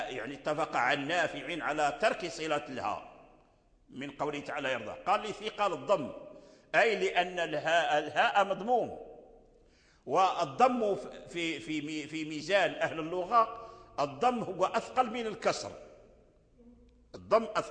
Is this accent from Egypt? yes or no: no; Morocco; الذي عليه العمل المقدم في الأداء عندنا في المغرب هو الصلة